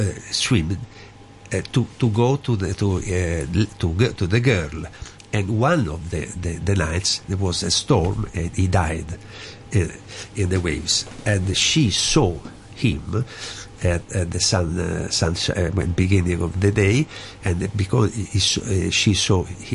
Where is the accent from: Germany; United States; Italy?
Italy; Naples, Campania; English is a second language; I am from Naples.